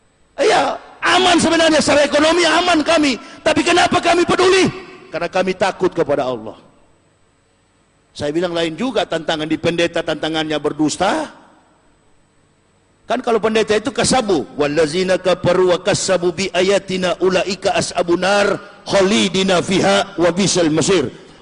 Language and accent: Indonesian; Java, Indonesia; Kalau kita orang Jawa bilang kolor.